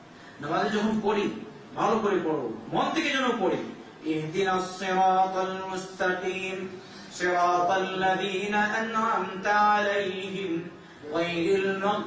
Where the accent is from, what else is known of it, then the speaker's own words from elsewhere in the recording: Bangladesh; আমি বাংলাদেশি হিসাবে বাংলাদেশের কথা বলবো, আমার দেশের কত লোক আছে